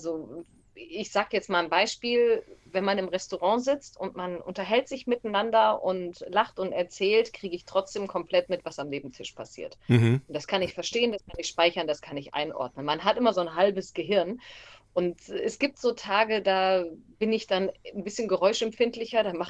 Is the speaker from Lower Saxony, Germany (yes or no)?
yes; Stade, Lower Saxony, Germany; Ich bin ja auch aus dem Hamburger Land. Ich bin ja ein Stader Kind. Und bin in Hamburg dann zu meiner Ausbildung bei Schwarzkopf TV gewesen